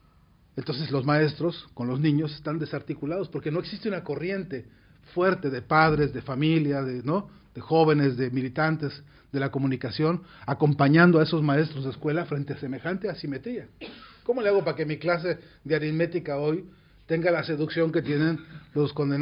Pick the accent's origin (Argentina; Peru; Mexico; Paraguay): Mexico; la caída de la gran Tenochtitlán, en mi país sigue siendo un dolor profundísimo